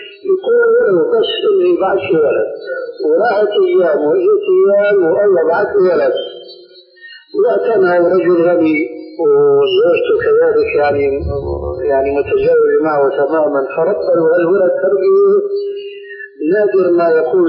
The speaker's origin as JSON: {"language": "Arabic", "country": "Syria", "said": "كما يقولون عندنا في سوريا"}